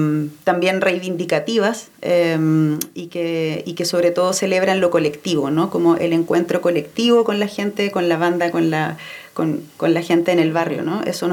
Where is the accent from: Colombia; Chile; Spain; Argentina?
Chile; yo vengo de Chile